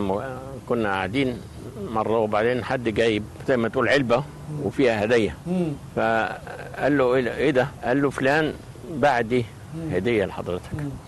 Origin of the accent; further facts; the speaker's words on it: Heliopolis, Cairo Governorate, Egypt; born there; انا اتولدت في مصر الجديده.